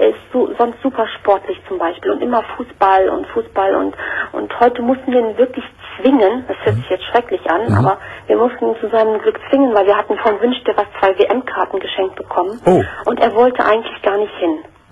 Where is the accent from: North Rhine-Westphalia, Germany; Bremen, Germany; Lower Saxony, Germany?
North Rhine-Westphalia, Germany; Cologne; now in Schleswig-Holstein, Germany; Und mein Ex-Mann, also wir sind eigentlich Kölner, ja. Das ist das Witzige noch. Und ich wohne aber jetzt mit meinem neuen Mann in Schleswig-Holstein